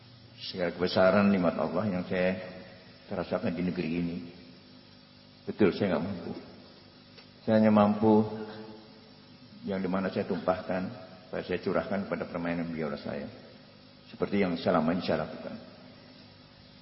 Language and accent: Indonesian; Indonesia; born there; saya lahir di Indonesia, jadi anak Indonesia.